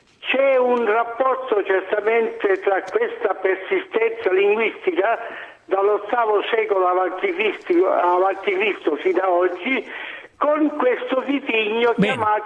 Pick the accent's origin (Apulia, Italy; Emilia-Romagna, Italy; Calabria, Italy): Calabria, Italy; Reggio Calabria; Io sono di Reggio Calabria, dove ancora parliamo la lingua greca, sia a Reggio sia nella sua provincia.